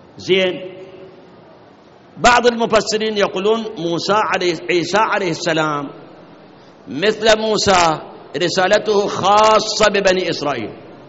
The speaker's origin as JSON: {"language": "Arabic", "country": "Iraq", "said": "عندنا بالموصل نصارى، بغداد عندنا نصارى"}